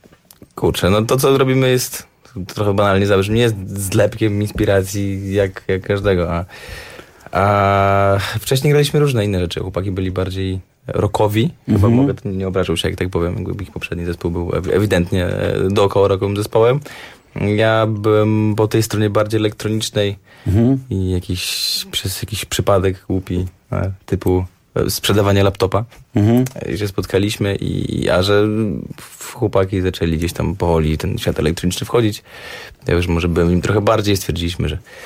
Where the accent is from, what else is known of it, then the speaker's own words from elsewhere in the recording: Lublin, Lublin Voivodeship, Poland; Wszyscy jesteśmy z Lublina.